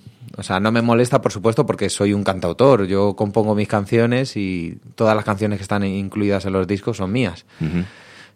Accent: Getafe, Community of Madrid, Spain; gente con la que todavía sigo viendo allí en mi ciudad natal, ¿no? En Getafe

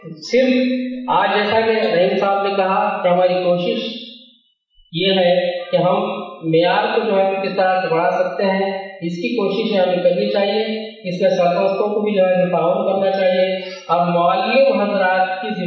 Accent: Maharashtra, India; میری مادری زبان اردو ہے لیکن میری سری تعلیم مراٹھی رہی ہے، ہم ان بدنصیبوں میں سے ہیں جب یہاں اردو چہارم تک ہی تھی

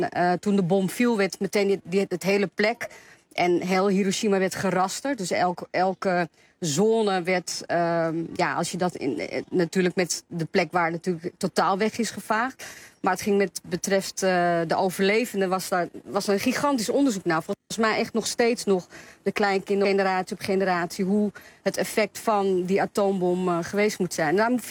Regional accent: Amsterdam, North Holland, Netherlands; born there; ik ben Japans, maar ik ben in Amsterdam-Noord geboren. Dus mijn ouders zijn wel Japans. En mijn moeder die komt uit Hiroshima.

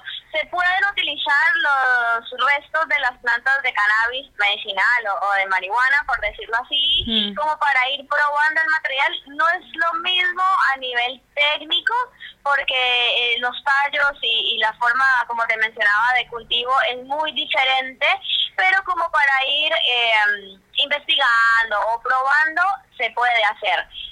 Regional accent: Colombia; now in Argentina; Soy colombiana, hace 14 años vivo acá

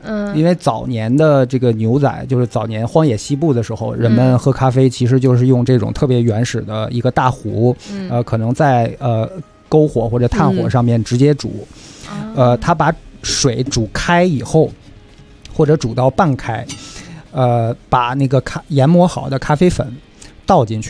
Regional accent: China; 因为我们中国人都知道铝的东西啊，用久了好像对身体不太好

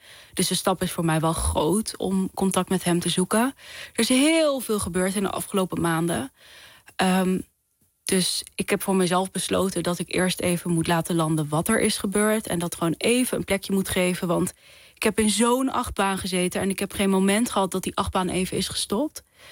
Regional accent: Netherlands; ik ben half Nederlands, half Koerdisch, maar ik ben opgegroeid als een Nederlander, hoor. Ik ben echt helemaal verkaasd

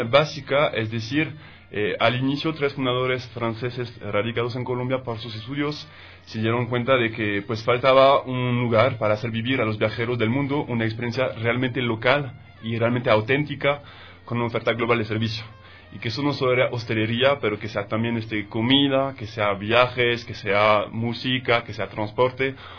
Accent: Ecuador; ahorita como ecuatoriano también me doy cuenta de que hay mucha oferta cultural en el centro histórico

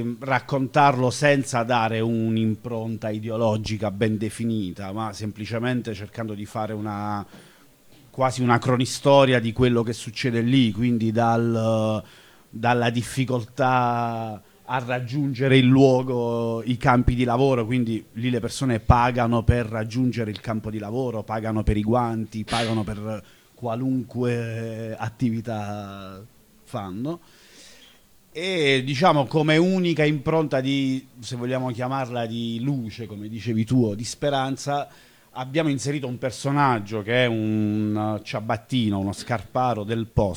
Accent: Foggia, Apulia, Italy; Noi veniamo da Foggia e quindi avevamo a pochi chilometri da casa questa realtà particolare

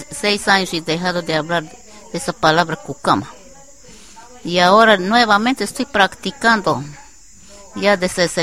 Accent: Nauta, Loreto, Peru; Yo soy natural de Nauta.

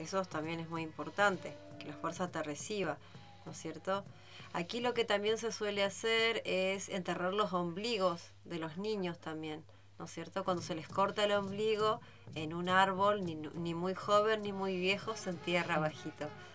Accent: Costa de Lepá, Chubut, Argentina; Nosotros somos de Costa de Lepa

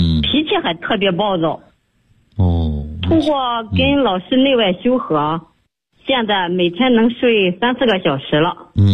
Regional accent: Weifang, Shandong, China; 我是一名来自山东的潍坊的学员

